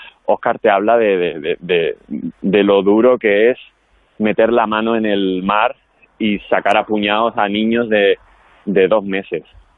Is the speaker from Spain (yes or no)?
yes; Andalusia, Spain; porque como soy andaluz